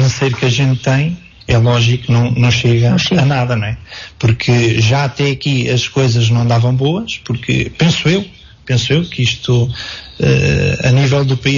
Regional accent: Portugal; nós não somos portugueses de terceira. Os nossos governantes têm que ver que nós precisamos de soluções rápidas.

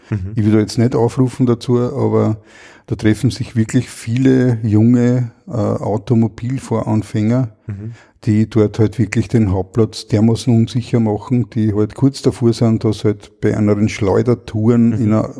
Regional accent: Lower Austria, Austria; Ich als Niederösterreicher zahle mit meinen Bundesabgaben

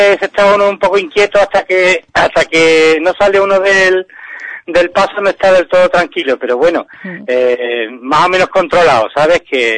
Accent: Ubrique, Andalusia, Spain; somos gente de Ubrique las que lo llevamos adelante.

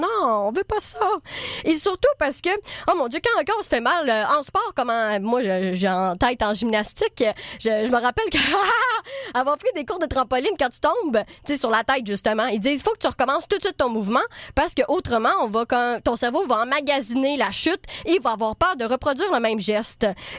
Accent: Trois-Rivières, Quebec, Canada; now in Montreal, Canada; Pour ceux qui pensent que l'accent, je viens de Trois-Rivières, mais pas tout le monde parle de même.

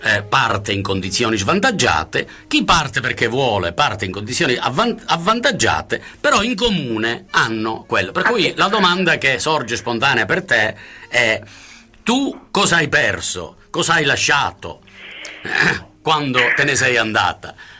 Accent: Sicily, Italy; moved away as an adult; now in Bologna, Italy; io sono siciliano, sono venuto a Bologna nel 67 per studiare e sono rimasto a Bologna.

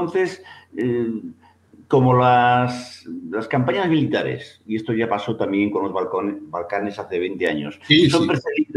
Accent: Galicia, Spain; una cuestión que, como gallego, no puedo dejar de pensar.

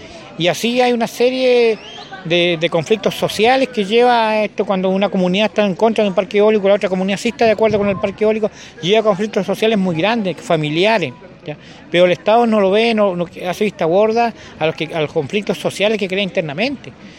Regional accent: Quellón, Los Lagos, Chile; Yo vengo de Chiloé, de la comuna de Quellón, de Huequetrumao, y soy lonco del Consejo de Comunidades Huilliche de Chiloé.

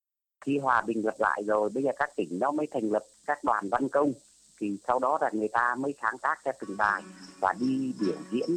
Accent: Lạng Sơn, Vietnam; also born or lived in Cao Bằng; now in Ho Chi Minh City, Vietnam; Và tôi là người Tây nữa. Tôi là sinh ra và lớn lên ở Lạng Sơn, Cao Bằng nữa. Cho nên là vừa sáng tác vừa thành về cái tiếng Tây, tiếng Nùng. Cũng lại là ở thành phố Hồ Chí Minh nữa.

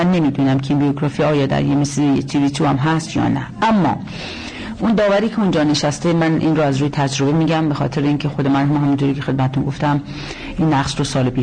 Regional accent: Iran; now in Aarhus, Denmark; به عنوان یک خارجی، به عنوان یک ایرانی باعث افتخار هست

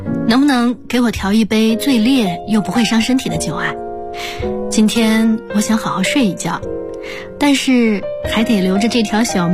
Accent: South China, China; 我的老家在南方的一座小城里

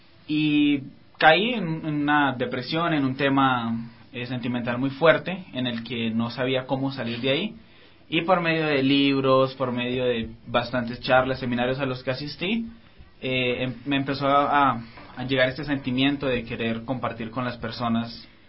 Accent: Colombia; Bueno, yo soy de Colombia, sí, tengo 22 años

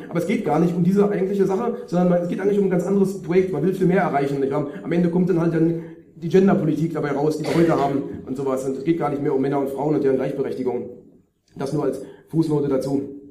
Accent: Germany; neigen wir so ein bisschen als Deutsche durch die eigene nationale Brille dazu, das sehr stark eben auf diese deutsche Thematik alles zu beziehen.

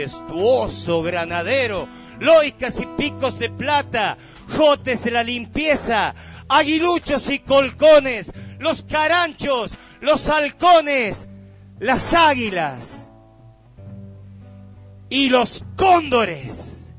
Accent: Villa Dolores, Córdoba, Argentina; En el lugar de donde yo vengo, que es un barrio de Villa Dolores, hace algunos añitos atrás era bastante monte. Yo me he criado jugando en el monte

